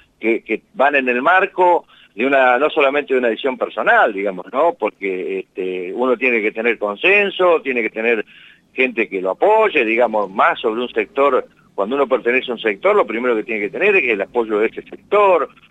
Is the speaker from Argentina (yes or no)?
yes; Colonia Barón, La Pampa, Argentina; En Colonia Barón, que es mi pueblo de origen